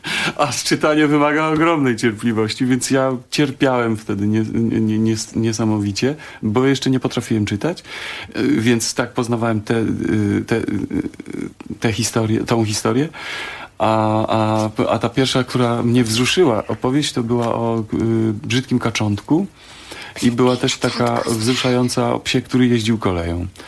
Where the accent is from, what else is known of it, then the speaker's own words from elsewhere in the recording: eastern Poland, Poland; A ja jestem człowiek ze wschodu, ja lubię płakać